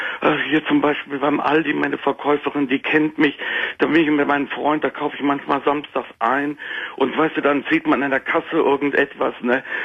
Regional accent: Cologne, North Rhine-Westphalia, Germany; born there; Ich bin geborener Kölner.

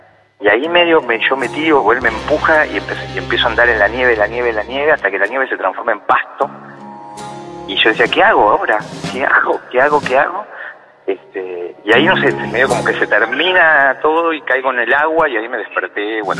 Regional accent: Mar del Plata, Buenos Aires Province, Argentina; De Mar del Plata.

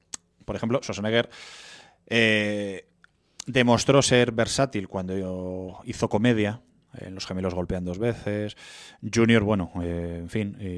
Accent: Castile and León, Spain; en el Bierzo, en el pueblo de Quilós, cerca de Cacabelos, ahí en mi tierra

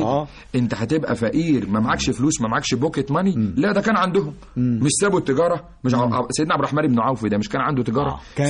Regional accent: Egypt; واجعل بلدنا مصر بلد الأمن والأمان والطمأنينة والسكينة والسلام

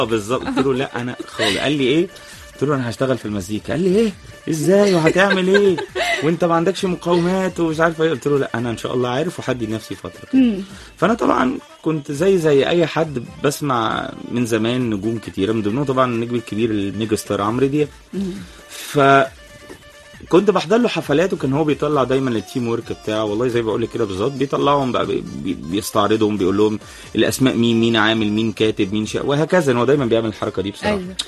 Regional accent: Alexandria, Alexandria Governorate, Egypt; now in Cairo, Egypt; والله يعني انا اصلا اسكندراني، وبقالي حوالي 12 او 13 سنة هنا قاعد مقيم في القاهرة طبعا

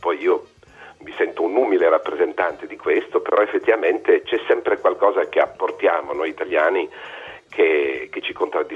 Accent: Turin, Piedmont, Italy; moved away as an adult; now in France; Gli ho detto io sono direttore di un centro drammatico nazionale qui in Francia e come lei sono italiano e in più vengo da Torino.

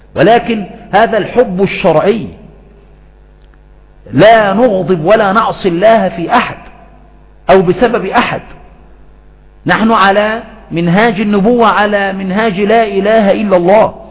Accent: Aswan, Aswan Governorate, Egypt; لا سيما عندنا في أسوان وفي غيرها من الصعيد

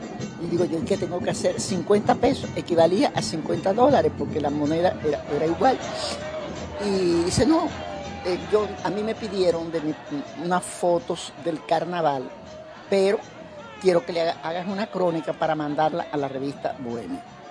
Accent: Santiago de Cuba, Cuba; soy de Santiago, allá en Santiago se celebran los carnavales, el día de Santiago Apóstol, 25 de julio. Y todos los años yo iba a mi ciudad natal a pasar los carnavales con mi familia

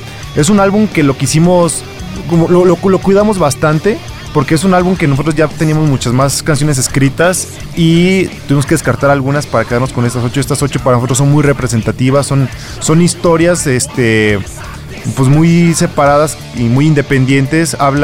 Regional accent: Irapuato, Guanajuato, Mexico; somos de Irapuato, pero pues hay venta para todos lados

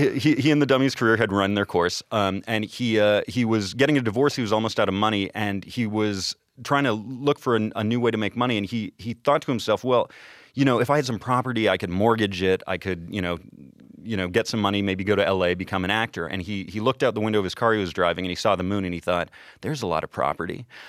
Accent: Canada; I'm a filmmaker from Canada.

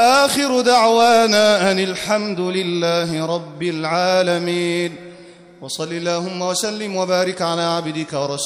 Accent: Egypt; اجعل لنا في بلدنا مصر فرجا قريبا، اجعل لنا في مصر فتحا قريبا.

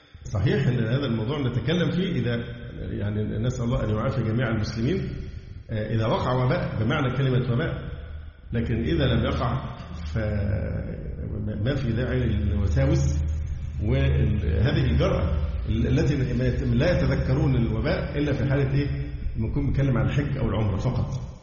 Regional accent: Egypt; فحتى الآن حالات عندنا في مصر والله الحمد قليلة جدا.

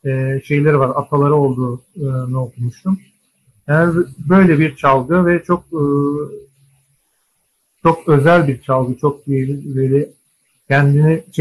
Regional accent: Ankara, Turkey; Aslında benim Kafkas ya da bir de Balkan bağlantım yok. Doğma büyüme Ankaralıyım. Annem Erzurumlu, babam Elazığlı.

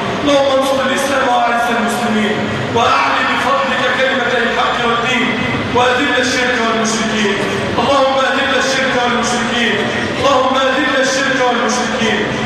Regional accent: Egypt; اللهم اجعل بلدنا مصر أمن الأمان

